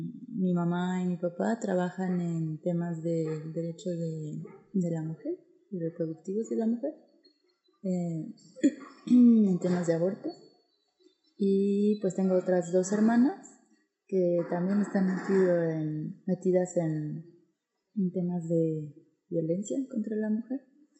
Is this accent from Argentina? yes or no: no; State of Mexico, Mexico; also born or lived in Chiapas; now in San Cristóbal de las Casas, Mexico; Pues soy de México, vengo de Chiapas. En realidad yo crecí en el Estado de México.